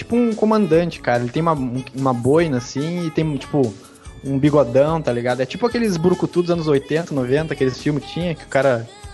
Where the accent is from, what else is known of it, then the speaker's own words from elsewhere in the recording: Rio Grande do Sul, Brazil; Depois eu que sou gaúcho, né, cara?